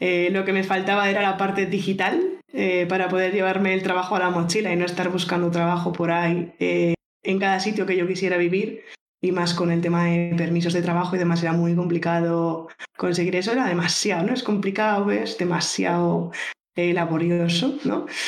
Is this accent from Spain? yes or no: yes; Barcelona, Catalonia, Spain; born there; Nací en Barcelona, me he estado moviendo de lado a lado, mudanzas por el trabajo de mi padre en un principio, por estudiar después luego yo, por querer vivir en otro país después